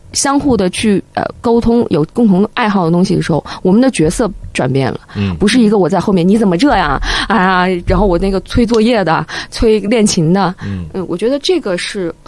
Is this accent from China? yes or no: yes; Yunnan, China; 就是因为我来自云南啊